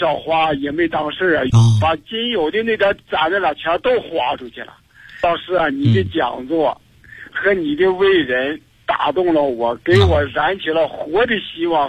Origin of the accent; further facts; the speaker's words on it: Heilongjiang, China; 我这是一个农民，我是黑龙江的，今年67岁。